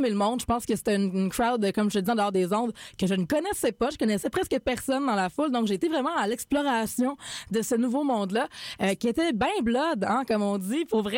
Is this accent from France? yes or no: no; Quebec, Canada; Puis moi, je viens de région aussi. Je viens vraiment du Bas-Saint-Laurent, donc de plus loin encore que Québec.